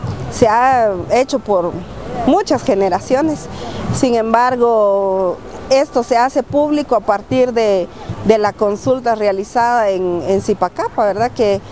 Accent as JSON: {"language": "Spanish", "country": "Guatemala", "said": "soy de Guatemala, miembro de Huaquipquej"}